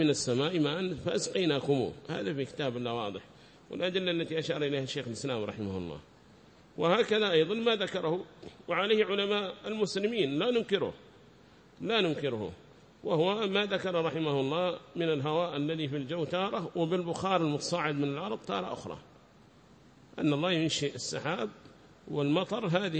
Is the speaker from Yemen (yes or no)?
yes; Yemen; هذا كان يقرر عندنا في بلادنا اليمن، بلاد الإيمان والإيمان